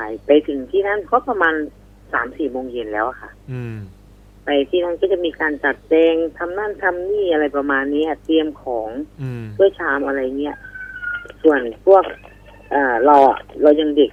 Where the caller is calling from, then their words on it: Buriram, Thailand; บุรีรัมย์ค่ะ